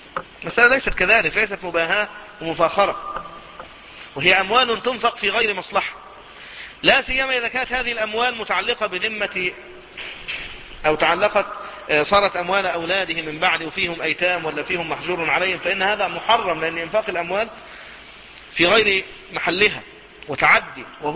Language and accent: Arabic; Cairo, Cairo Governorate, Egypt; حتى في المناطق الشعبية عندنا في القاهرة يكثر هذا